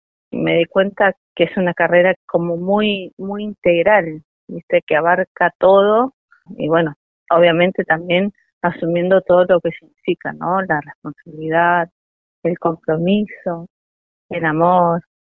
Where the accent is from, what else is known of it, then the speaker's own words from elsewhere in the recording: Bariloche, Río Negro, Argentina; Yo soy de acá de Bariloche, estudié en el Instituto de Formación Docente Continua de acá de Bariloche.